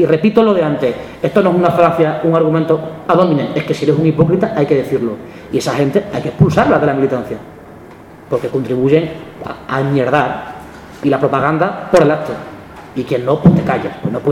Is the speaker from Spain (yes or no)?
yes; Extremadura, Spain; El ejemplo de este verano en mi tierra extremeña ha sido que han denunciado las piscinas naturales del norte de Cáceres